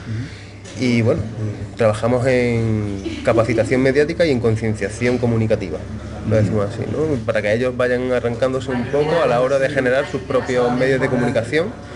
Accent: Córdoba, Andalusia, Spain; vengo desde Córdoba, España, y estoy acá en Buenos Aires

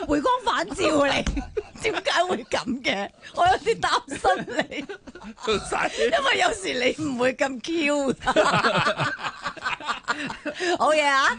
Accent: China; 佢觉得利是封系好能够代表到我哋中国人，因为中国过年系好大件事嘅。

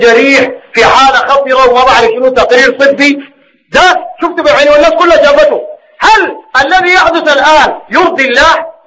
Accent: Sudan; زي ما هو الحاصل الواقع عندنا في السودان.

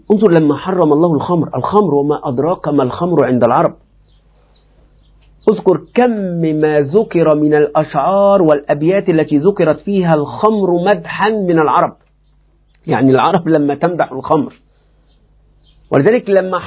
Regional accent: Egypt; يعني نحن وأنا حتى كمصري، ما كلنا أعاجم

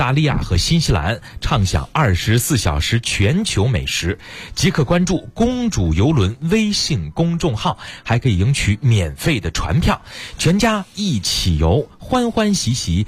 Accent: Pinggu, Beijing, China; 我老家平谷说金海湖有红叶、我都不知道这事儿嘛

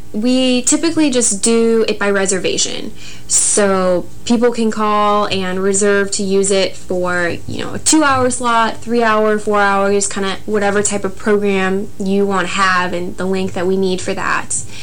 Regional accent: Colorado, United States; And then I'm from Colorado, and I don't like to ski or the cold and the snow and all that stuff.

